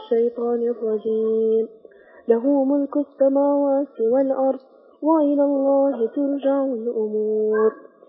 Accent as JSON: {"language": "Arabic", "country": "Ethiopia", "said": "أنا إثيوبيا."}